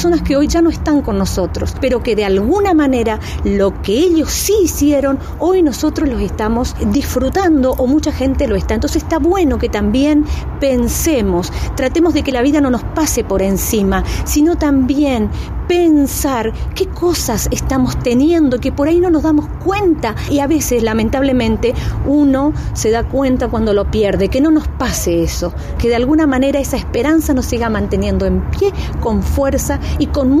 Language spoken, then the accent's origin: Spanish; Curuzú Cuatiá, Corrientes, Argentina; vengo de Curuzú, Cuatía, Corrientes.